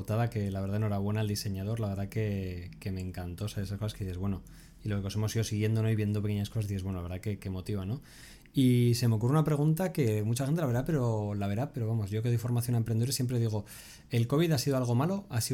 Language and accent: Spanish; Muxía, Galicia, Spain; Yo, en mi caso, soy de Muxía.